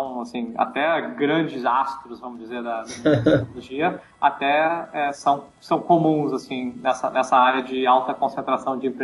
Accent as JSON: {"language": "Portuguese", "town": "Brasília", "region": "Federal District", "country": "Brazil", "also_born_or_lived": "United States", "moved": "as an adult", "said": "Eu sou de Brasília, e aí depois de me formar no colégio, eu decidi fazer minha graduação nos Estados Unidos. E aí, desde a época da graduação, eu tava morando lá nos Estados Unidos."}